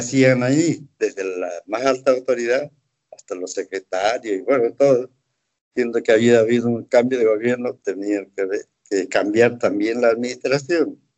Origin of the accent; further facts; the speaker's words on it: Tarija, Bolivia; born there; trasladaron a Tarija. Ahí se formó la familia. Todos los hijos nacimos en Tarija